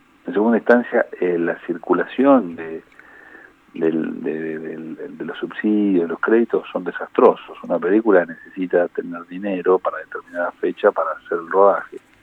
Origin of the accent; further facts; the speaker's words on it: General Villegas, Buenos Aires Province, Argentina; es mi pueblo. Yo nací ahí, me crié ahí, hice el secundario, después vine a la universidad a estudiar